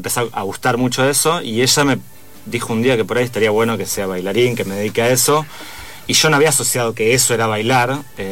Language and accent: Spanish; El Palomar, Buenos Aires Province, Argentina; De Buenos Aires, sí, soy porteño. ¿El barrio? El barrio de zona oeste, Palomar.